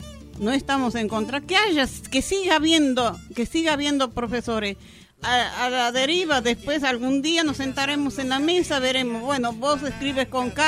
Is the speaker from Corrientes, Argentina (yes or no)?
no; La Banda, Santiago del Estero, Argentina; born there; En la banda, en Santiago del Estero.